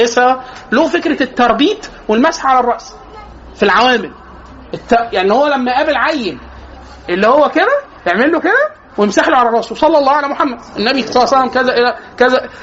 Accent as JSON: {"language": "Arabic", "country": "Egypt", "said": "احنا عندنا في مصر لازم نفترق مطبات عند النور"}